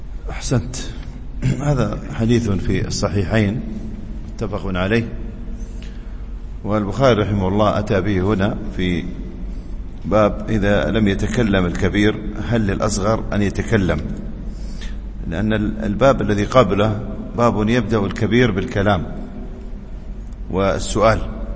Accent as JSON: {"language": "Arabic", "country": "United Arab Emirates", "said": "عندنا في الإمارات يسمونه حيب"}